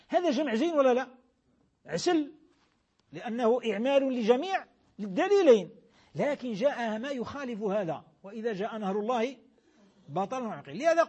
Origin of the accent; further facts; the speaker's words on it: Algeria; احنا في بلادنا الجزائر بلاد الخير بلاد الإسلام